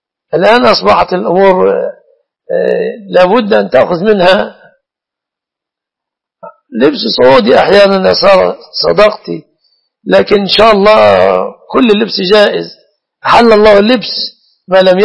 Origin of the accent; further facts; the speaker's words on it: Egypt; أنا مصري يا سارة، لست من أهل السعودية